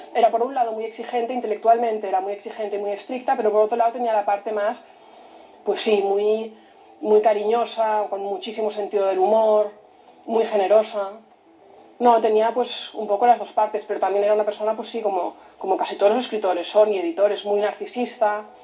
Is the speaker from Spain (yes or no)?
yes; Barcelona, Catalonia, Spain; born there; Yo nací en Barcelona, pero es el sitio donde vuelvo siempre